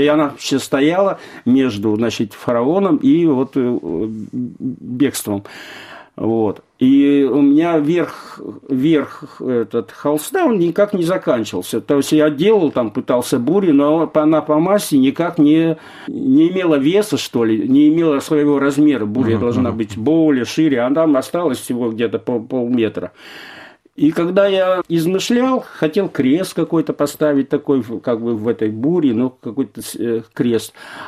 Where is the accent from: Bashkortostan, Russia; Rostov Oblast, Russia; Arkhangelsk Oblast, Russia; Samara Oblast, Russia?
Arkhangelsk Oblast, Russia; Arkhangelsk; born there; also born or lived in Kyrgyzstan; Я родился в Архангельске, прожил в Киргизии.